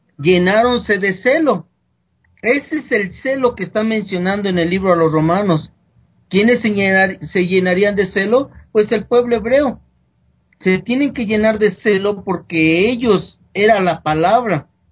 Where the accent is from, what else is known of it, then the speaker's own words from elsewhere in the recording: Mexico; de más de 6,000 religiones que existen aquí en mi país, bueno, que tú también eres de acá de México